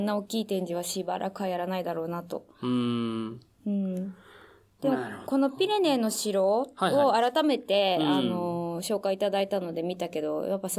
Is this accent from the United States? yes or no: yes; United States; 実は僕はアメリカ育ちなのですが